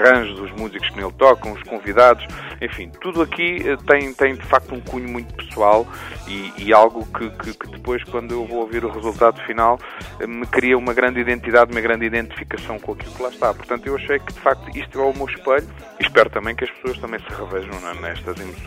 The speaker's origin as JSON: {"language": "Portuguese", "town": "Sintra", "region": "Lisbon", "country": "Portugal", "tie": "born or raised there", "said": "eu nasci em Lisboa, porque na altura, quando eu nasci ainda não havia hospitais em Sintra, mas vim para aqui com meia dúzia de dias de vida e, portanto, e todos os 36 anos que tenho foram passados a morar em Sintra"}